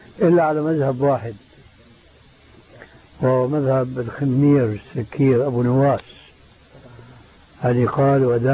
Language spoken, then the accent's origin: Arabic; Syria; بسموه عندنا بالشام بورغان بوق